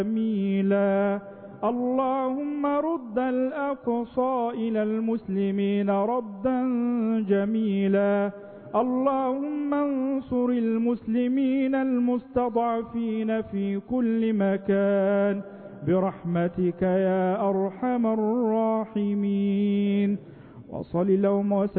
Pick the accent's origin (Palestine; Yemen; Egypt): Egypt; اللهم اجعل بلدنا مصر أمنا أمانا